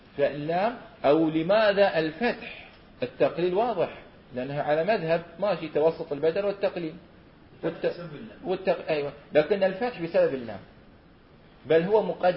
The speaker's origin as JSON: {"language": "Arabic", "country": "Bahrain", "said": "في غزال عندنا في البحرين"}